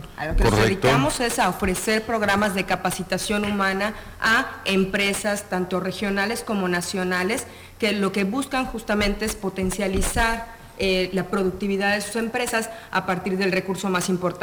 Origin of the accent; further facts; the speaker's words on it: Mexico City, Mexico; soy de la Ciudad de México y estudié en la Universidad Iberoamericana de Ciudad de México.